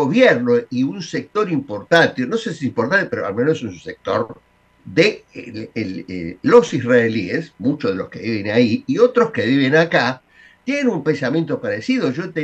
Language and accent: Spanish; Argentina; pero bueno, sí, soy argentino.